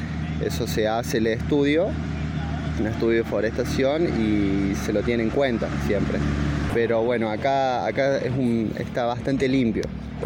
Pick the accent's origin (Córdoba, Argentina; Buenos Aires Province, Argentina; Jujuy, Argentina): Córdoba, Argentina; Villa Dolores; La mayoría de los chicos somos de Villa Dolores, somos todos de acá de Tras la Sierra.